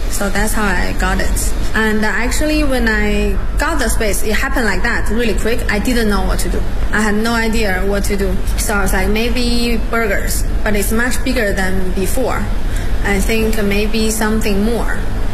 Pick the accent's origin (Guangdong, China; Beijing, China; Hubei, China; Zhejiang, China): Beijing, China; English is a second language; I live in Hutong like for 10 years and I'm from Beijing. That's part of my life, my culture.